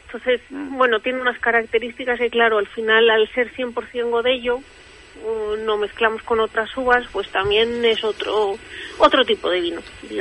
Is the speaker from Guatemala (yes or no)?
no; Mexico; now in Spain; yo nací en México, yo me crié en México